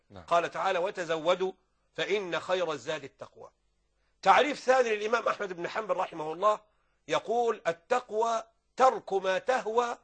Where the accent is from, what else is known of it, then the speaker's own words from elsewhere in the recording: Upper Egypt, Egypt; لا هو خدها يعني اتجوزها عندنا في الصعيد